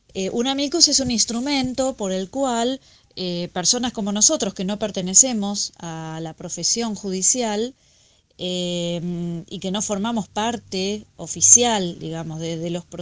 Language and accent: Spanish; Argentina; nosotros como sociedad argentina